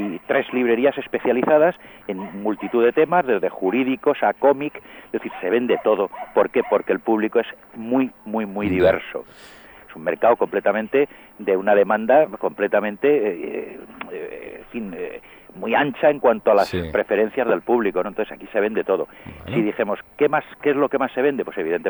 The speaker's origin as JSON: {"language": "Spanish", "town": "Albacete", "region": "Castilla-La Mancha", "country": "Spain", "tie": "born there", "lives_now": "Madrid, Spain", "said": "yo soy nacido en Albacete, uh-huh, soy albaceteño"}